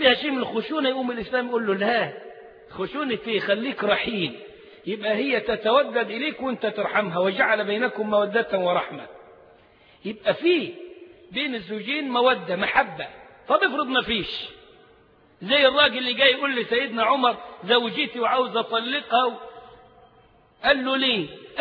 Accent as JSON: {"language": "Arabic", "country": "Egypt", "said": "تلاقي اللغة بتطير منه على طريقتنا يعني كمصريين"}